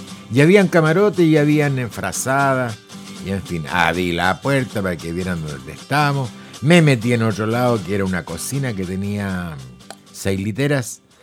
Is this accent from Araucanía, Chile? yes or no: no; Concepción, Biobío, Chile; Soy de Concepción, Chile, digo yo.